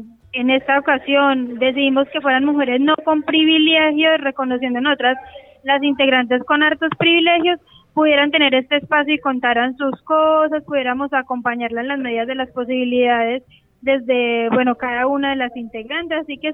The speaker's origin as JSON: {"language": "Spanish", "country": "Colombia", "said": "yo soy colombiana y tengo que cargar con el cuestionamiento constante de ser colombiana"}